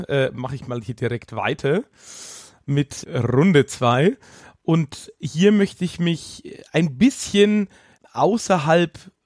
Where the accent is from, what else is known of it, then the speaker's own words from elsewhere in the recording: Rhineland-Palatinate, Germany; auch wenn ich persönlich als Pfälzer ja Blutwurst bevorzuge